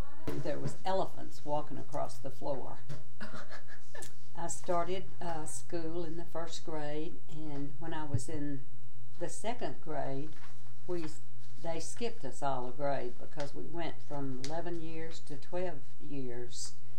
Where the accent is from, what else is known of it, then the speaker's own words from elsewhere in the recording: Weirgate, Texas, United States; also born or lived in Burkeville / Newton; My first few years, I grew up in Weirgate, where my dad worked at Weir Longleaf Lumber Company. And when I was about, 9 years old, I think, we moved to Burkeville